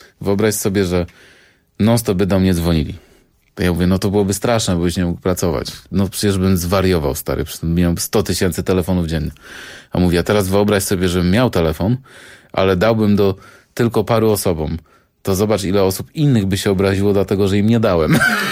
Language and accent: Polish; Jelenia Góra, Lower Silesian Voivodeship, Poland; Ponieważ jestem z Jeleniej Góry, to jest tylko 600 kilometrów od Monachium. Miałem być u mojej mamy, w moim rodzinnym domu.